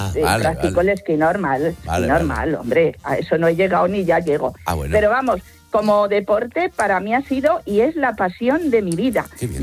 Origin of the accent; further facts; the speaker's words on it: Madrid, Community of Madrid, Spain; Yo practico el esquí desde los 14 años. Soy de aquí de Madrid, tengo 68 y continúo.